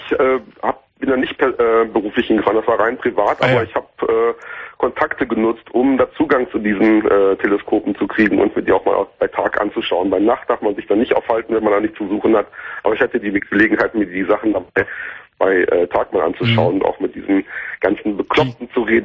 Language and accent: German; North Rhine-Westphalia, Germany; Ich bin am Niederrhein groß geworden und damals war es da noch sehr, sehr duster. Ich bin da auf einem kleinen Dorf aufgewachsen.